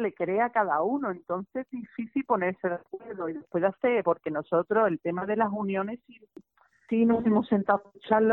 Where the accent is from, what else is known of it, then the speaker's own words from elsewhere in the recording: Andalusia, Spain; verdad es que no espero mucho apoyo de mi tierra